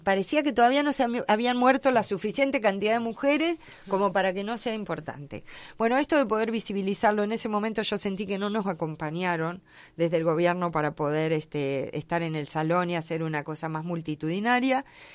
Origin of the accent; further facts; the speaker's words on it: La Pampa, Argentina; yo que vengo de La Pampa también